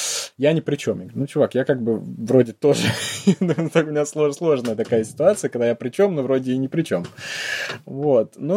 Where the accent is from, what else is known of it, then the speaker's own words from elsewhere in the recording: Russia; now in London, United Kingdom; Я говорил, что я из Лондона, я не говорил, что я English. А откуда ты? Я говорю, I'm Russian.